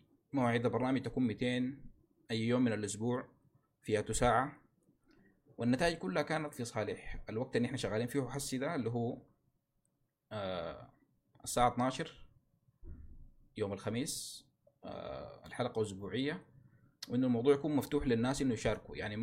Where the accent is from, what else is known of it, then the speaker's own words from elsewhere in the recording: Sudan; فنحن هنا عايزين نتكلم عن مشاكلنا نحن كسودانيين أو المشاكل اللي بتواجهنا في المجتمع السوداني